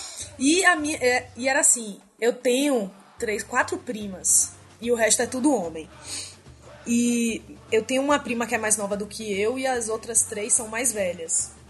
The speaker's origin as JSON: {"language": "Portuguese", "region": "Bahia", "country": "Brazil", "said": "eu sou baiana, né, gente?"}